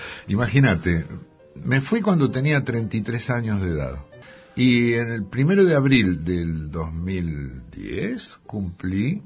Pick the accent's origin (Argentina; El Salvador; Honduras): Argentina; Por ahí un día me siento más francés que argentino